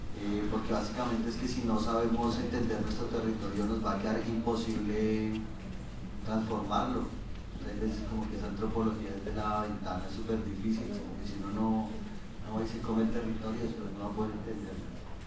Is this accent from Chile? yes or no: no; Bogotá, Colombia; yo soy de Bogotá